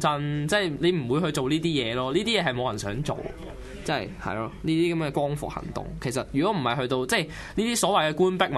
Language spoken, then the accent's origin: Cantonese; Shenzhen, Guangdong, China; 我係深圳人，深圳。